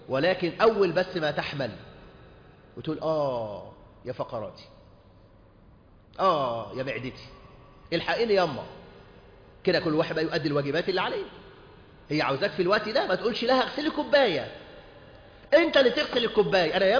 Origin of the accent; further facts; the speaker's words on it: Egypt; خاصة عندنا في مصر هنا